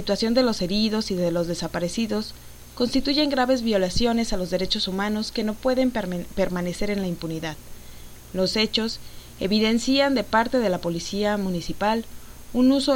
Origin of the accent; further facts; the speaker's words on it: Mexico; como ciudadana mexicana les exigía que se cumplieran estos puntos